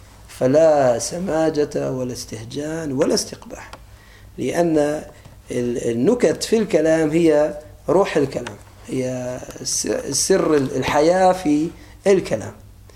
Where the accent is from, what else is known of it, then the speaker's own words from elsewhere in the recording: Aleppo, Aleppo Governorate, Syria; accent: Aleppine; يعني بعض الأولاد عندنا على لهجتنا الحلب